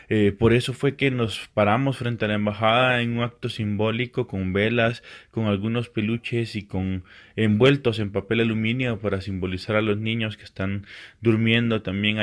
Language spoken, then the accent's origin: Spanish; Guatemala; de Usaques Pueblo, desde Guatemala.